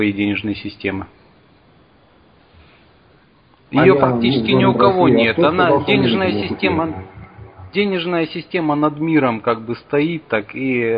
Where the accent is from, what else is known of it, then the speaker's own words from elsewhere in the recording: Barnaul, Altai Krai, Russia; я из Барнаула.